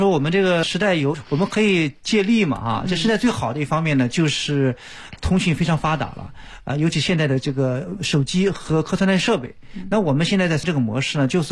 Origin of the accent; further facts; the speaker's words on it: Yantai, Shandong, China; 是，所以我们就是因为我家乡在烟台，因为我母亲今年也87岁啊，需要我去照顾